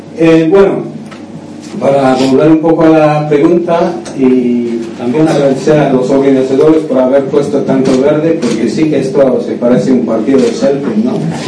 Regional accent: Scotland, United Kingdom; Spanish is a second language; moved away; aunque llevo muchos años viviendo fuera de Escocia, tengo el sentimiento de mi pueblo y de mi ciudad

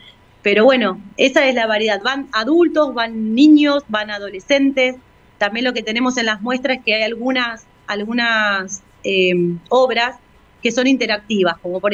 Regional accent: Argentina; lo que nos pasó como argentinos y argentinas

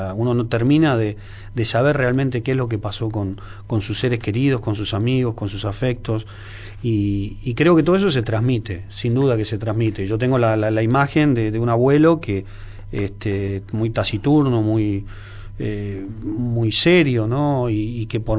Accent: Valentina Alsina, Buenos Aires Province, Argentina; mi madre me parió en Capital, sí, en un sanatorio de 11, pero sí, me crié durante 20 años de mi vida en Valentina Alsina, en Lanús, que está muy próximo al puente Alsina, ¿no?, a 10 cuadras de lo que sería la capital

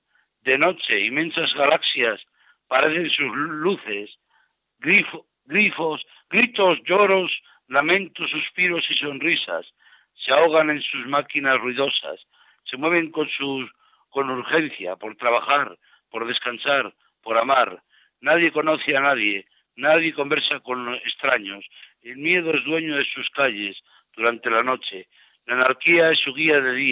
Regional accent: Toro, Castile and León, Spain; desde Madrid hasta Toro, en mi tierra, en Zamora. Yo por aquellos tiempos vivía en la calle

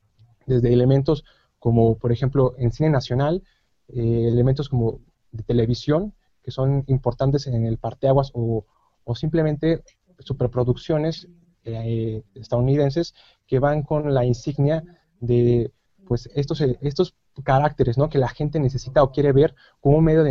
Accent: Mexico; que es una cultura que tenemos muy marcada nosotros como mexicanos

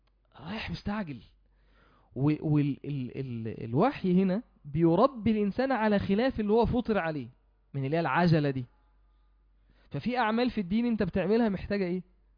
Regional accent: Mansoura, Dakahlia, Egypt; يعني عندنا في المنصورة موجود في وقت بين المغرب والعشاء

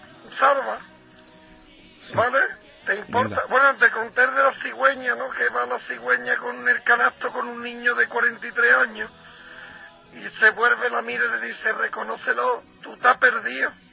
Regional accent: Puente Genil, Andalusia, Spain; Tú sabes que yo soy de Puente Genil.

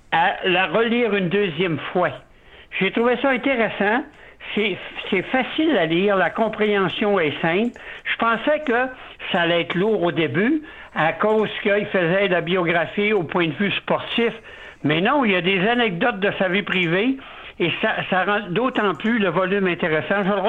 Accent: Jonquière, Quebec, Canada; Même Madame Barry, son épouse, on l'a connue, a déjà vécu 2 ans chez nous à Jonquière

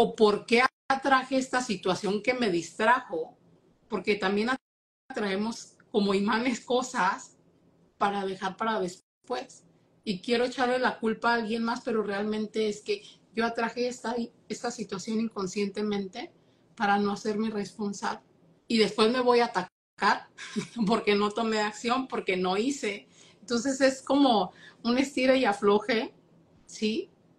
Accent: Mexico; now in Michigan, United States; vivo en Estados Unidos

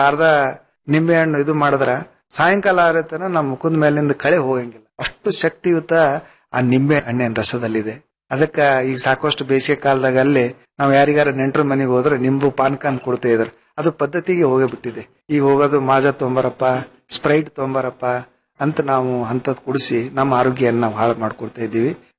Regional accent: Karnataka, India; ನಾವು ಈ ಭಾಗದವರು ಕಲಬುರಗಿ, ಬೀದರು, ರಾಯಚೂರು, ಬಳ್ಳಾರಿಯಲ್ಲಿ

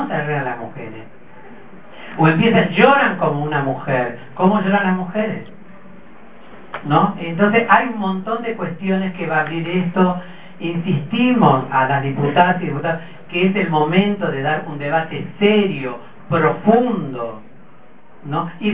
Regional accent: Salta, Argentina; Soy salteña, si la empanada no tiene papa, para mí no es empanada.

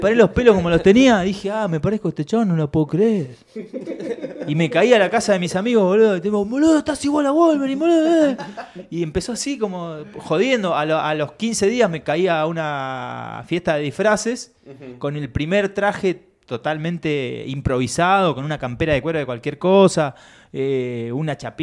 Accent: Chile; born there; y yo nací en Chile, maestro.

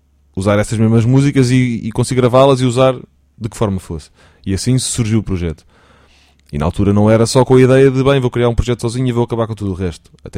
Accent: Portugal; somos portugueses, temos que cantar em português

